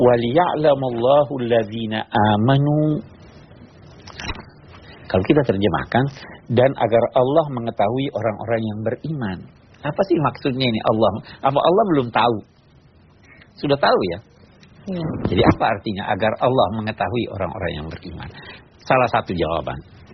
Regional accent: South Sulawesi, Indonesia; Saya di kampung saya di Sulawesi Selatan ada peribahasa

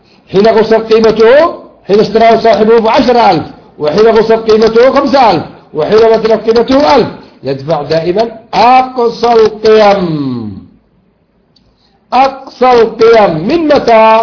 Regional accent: Yemen; لكن إذا أتلف علي مثلا جنبية مثلا عندنا في اليمن

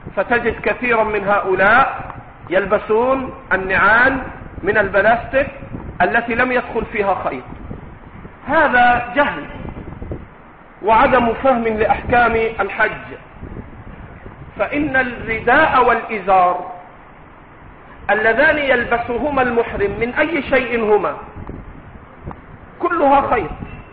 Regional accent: Egypt; accent: Egyptian; القفاز بلهجتنا المصرية الجوينتي، لا يجوز لها أن تلبس الجوينتي أو النقاب.

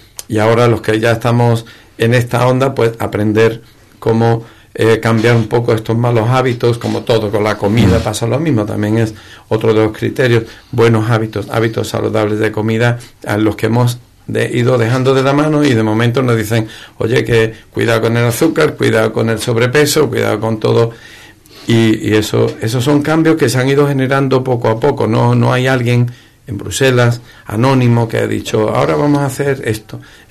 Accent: Ubrique, Andalusia, Spain; yo soy ubriqueño, soy andaluz, soy español

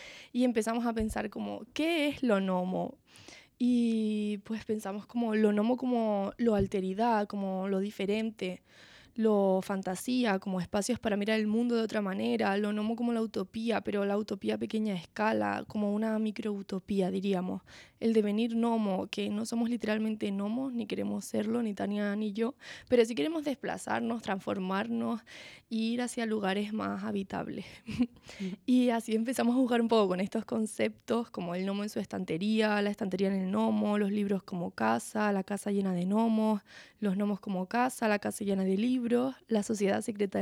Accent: Canary Islands, Spain; Y sí, evidentemente soy una persona canaria.

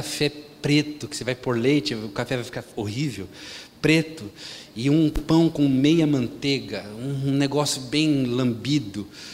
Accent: Brazil; born there; Se eu fosse apelar, eu sou de origem russa, sou descendente de russo, e os russos têm mania de beijar os amigos, até na boca. Graças a Deus eu nasci do Brasil.

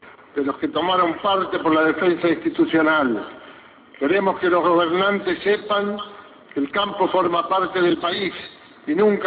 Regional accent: Argentina; Como argentinos queremos una sociedad cada vez más equitativa

